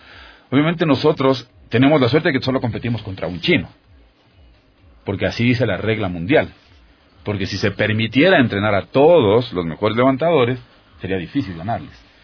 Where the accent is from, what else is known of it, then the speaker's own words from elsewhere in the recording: Ecuador; la mentalidad del ecuatoriano. O sea, ya yo soy campeón ecuatoriano